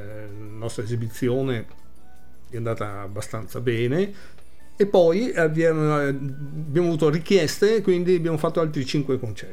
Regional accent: Murano, Veneto, Italy; Sì, io sono muranese, quindi.

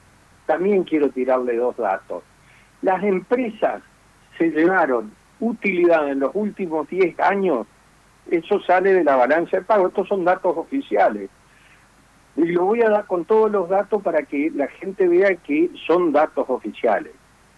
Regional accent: Argentina; ¿Cuántos somos los argentinos? 47 millones.

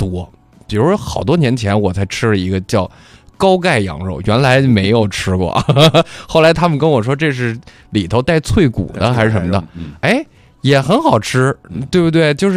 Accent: Beijing, China; 咱们北京人咱不用多说了

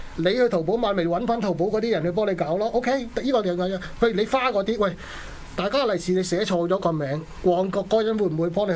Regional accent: Chaozhou, Guangdong, China; 通常咧，我哋潮州人打齋咧。

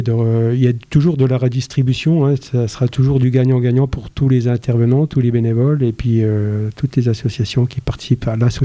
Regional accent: Saint-Étienne, Auvergne-Rhône-Alpes, France; also born or lived in Remiremont; Et puis, en fin de compte, moi, je suis de Saint-Étienne et Remiremont, donc voilà.

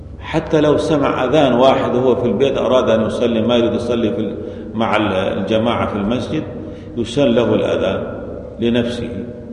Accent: Syria; مثل عندنا في سوريا ما في أذانين

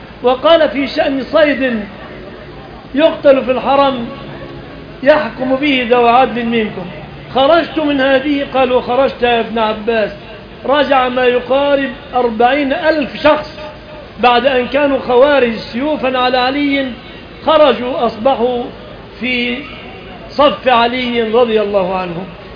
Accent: Egypt; أن يحفظ بلادنا مصر آمنة من الفتن

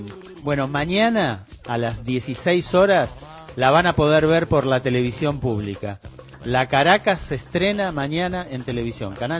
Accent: Mexico; ¿Por qué no me creían? Porque soy mexicano.

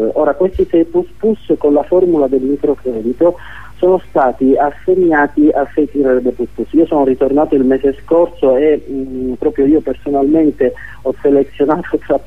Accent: Palermo, Sicily, Italy; io sono di Palermo, conosco bene di cosa parlo

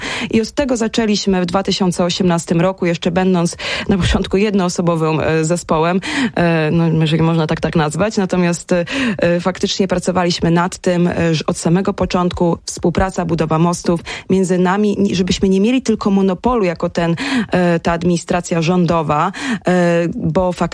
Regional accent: Suwałki, Podlaskie Voivodeship, Poland; Ja jestem z Suwałk, stąd ten temat był zawsze mi bardzo bliski.

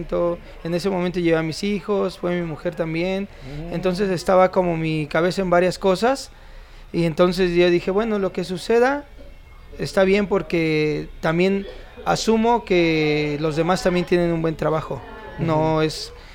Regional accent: Mexico City, Mexico; soy acá de la Ciudad de México.

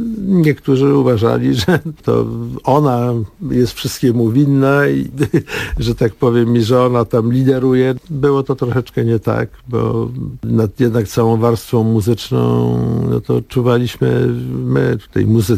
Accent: Mława, Masovian Voivodeship, Poland; taka sentymentalna podróż w ogóle w krainę dzieciństwa, dojrzewania, dorastania w moich rodzinnych stronach, czyli w Mławie.

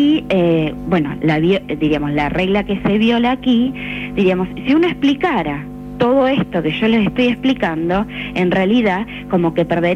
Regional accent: Argentina; Nosotros, digo, como argentinos, uno podría pensar, ¿no?

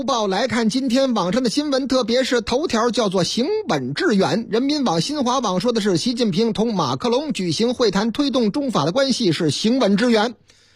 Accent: Dongcheng, Beijing, China; 咱们东城区啊，我老家北京东城区火了

